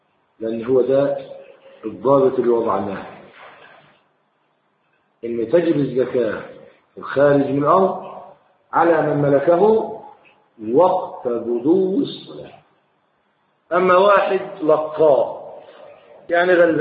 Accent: Egypt; لكن في بلح عندنا في مصر لا يتحول تمرا

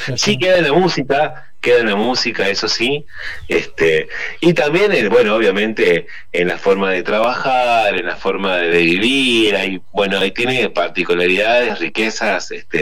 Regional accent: Tucumán, Argentina; yo soy originario de Tucumán, ¿no?, en el NOA

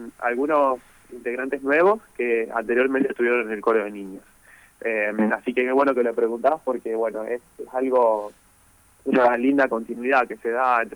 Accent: Gálvez, Santa Fe, Argentina; yo soy de Galvez

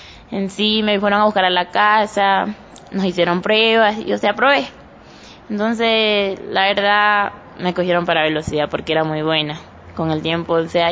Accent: Sucumbíos, Ecuador; Tengo 17 años. Vengo de la provincia de Sucumbíos, de La Guadrio.

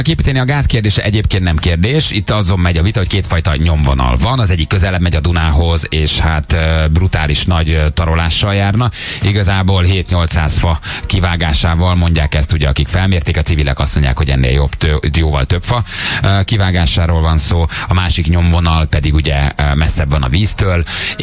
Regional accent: Budapest, Hungary; én mondjuk 4 éves korom óta a harmadik kerületi lakos vagyok, nagyon sokat vagyok, meg voltam a római, meg ott is nőttem föl.

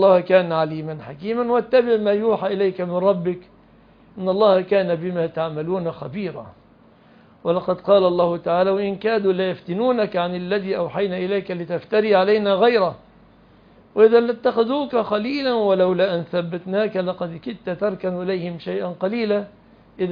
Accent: Egypt; ليس المعنى الذي عندنا في مصر نطلق المدن والقرى

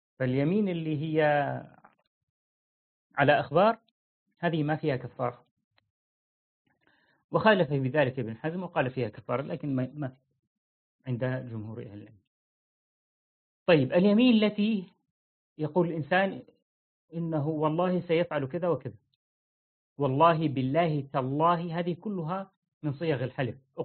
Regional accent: Syria; ولسه في عندنا في سوريا في عرف هكذا عند الناس

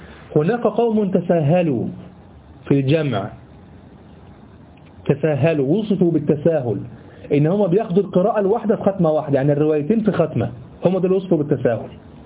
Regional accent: Egypt; هي اللي احنا بنقرأ بها كمصريين

